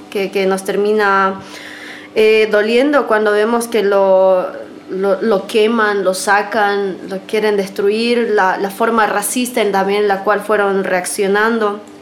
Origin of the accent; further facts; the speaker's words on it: Bolivia; sino es mi tierra, es el lugar donde nací, donde crecí, y que pasen estas cosas son muy jodidas.